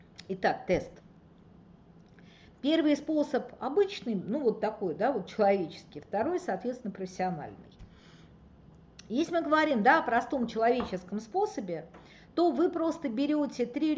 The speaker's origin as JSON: {"language": "Russian", "region": "Moscow", "country": "Russia", "said": "Не знаю, я москвичка, поэтому я, в общем, акую быстрее."}